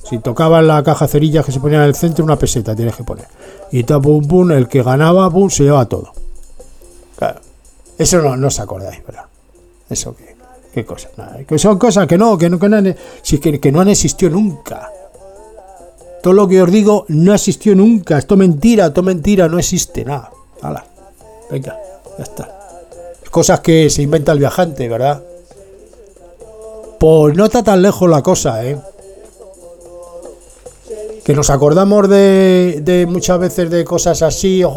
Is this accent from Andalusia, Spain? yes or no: no; Madrid, Community of Madrid, Spain; Yo soy de Madrid. Madrid.